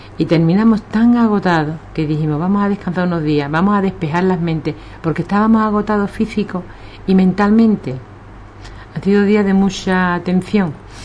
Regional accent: Ubrique, Andalusia, Spain; nosotros somos de Ubrique y para Ubrique, nada más

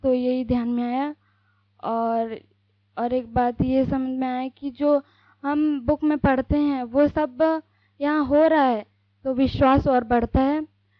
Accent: Raipur, Chhattisgarh, India; और मैं रायपुर से आई हूँ।

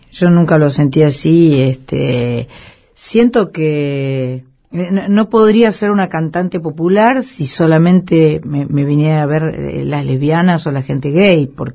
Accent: Argentina; Yo soy una mujer argentina, feliz, agradecida por todos los privilegios que tengo

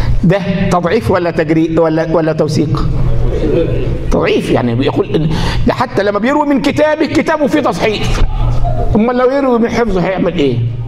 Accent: Egypt; ما هو الجماعه دي عندنا في مصر

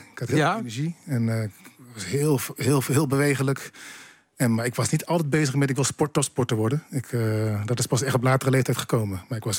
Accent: Assen, Drenthe, Netherlands; Ik kom uit Assen-Oost en ik ben dan nooit op vakantie geweest.

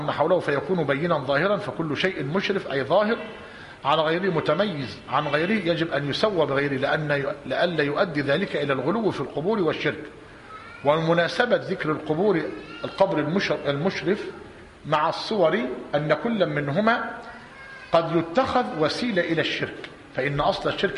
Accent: Egypt; الثاني اللي هي عندنا في مصر القباب

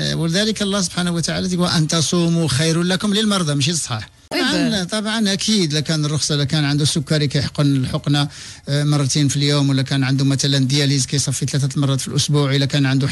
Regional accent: Morocco; عندنا في المغرب

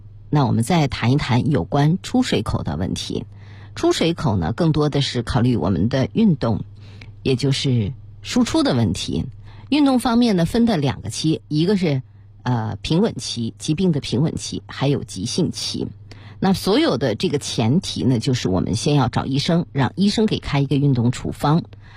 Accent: Beijing, China; 我们北京人呢喜欢吃涮火锅

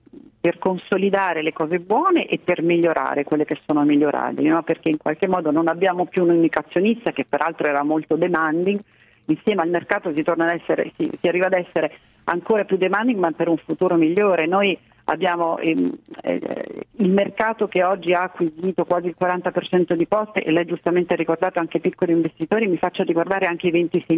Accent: Umbria, Italy; born there; Io poi sono nata in Umbria, in campagna

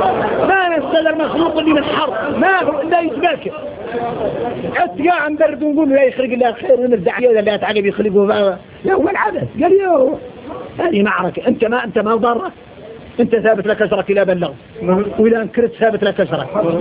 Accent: Mauritania; إني موريتاني

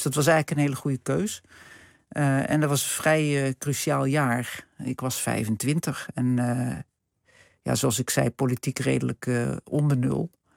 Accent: Hilversum, North Holland, Netherlands; ik kom uit Hilversum. Ik zat op het gymnasium hier en ik had allerlei talen gehad al. Frans, Duits, Engels, Grieks, Latijn. Nederlands.

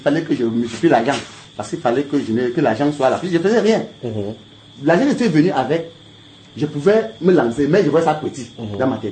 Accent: Douala, Littoral, Cameroon; born there; Je suis né à Douala, mais je ne maîtrise même pas beaucoup de Douala.

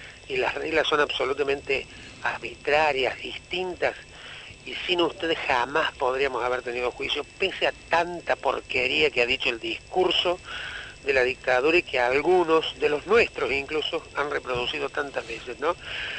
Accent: Argentina; conmigo en particular se ensañaron por que soy argentino

